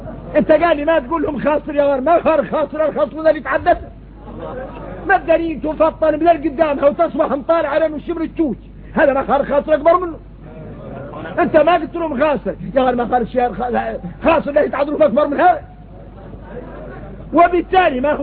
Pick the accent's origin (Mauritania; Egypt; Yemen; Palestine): Mauritania; عندنا إحنا موريتاني